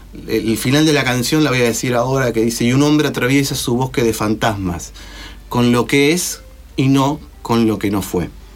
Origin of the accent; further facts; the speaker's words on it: Buenos Aires, Argentina; also born or lived in Tucumán; yo nací en Tucumán, me crié en Buenos Aires.